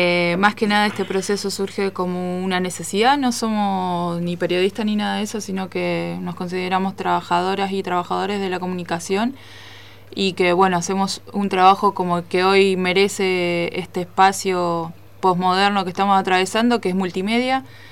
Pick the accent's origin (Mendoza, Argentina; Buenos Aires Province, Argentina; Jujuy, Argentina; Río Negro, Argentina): Río Negro, Argentina; vengo desde la costa del Río Negro y el mar de aquí de la Tierra del Este, usurpada por el Estado argentino